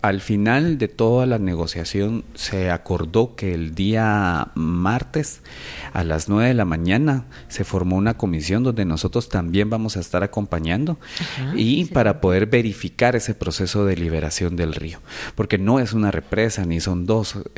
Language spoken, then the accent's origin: Spanish; Guatemala; como ciudadanos y como guatemaltecos que sentimos muchos de los que estábamos ahí